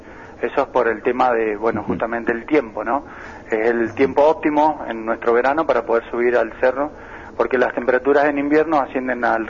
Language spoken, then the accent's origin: Spanish; Mendoza, Argentina; also born or lived in Buenos Aires; Soy mendocino, nacido en Mendoza, viví durante 20 años en Buenos Aires.